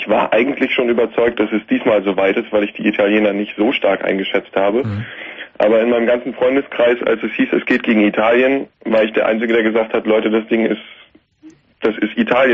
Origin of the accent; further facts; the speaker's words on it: Germany; Sicherlich haben wir als Deutsche alle ein schweres Erbe zu tragen.